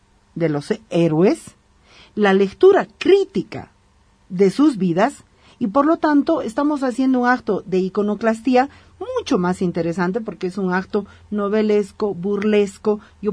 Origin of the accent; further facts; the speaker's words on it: Bolivia; me siento como boliviana feliz, porque si bien somos un poco chauvinistas, también somos muy iconoclastas.